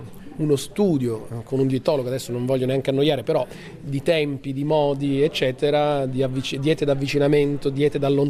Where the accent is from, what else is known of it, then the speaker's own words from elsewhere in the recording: Emilia-Romagna, Italy; raccontando questa terra che è la mia terra, cioè l'emiliano romagnolo è la lingua dei motori.